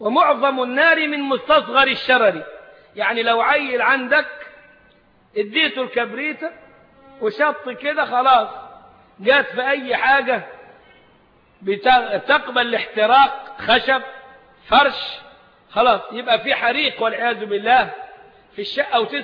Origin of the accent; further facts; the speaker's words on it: Egypt; فإحنا أبناء البلد مش غرباء عليها ولا حاجة، يلبسوا أسود يلبسوا أصفر، البلد بلدنا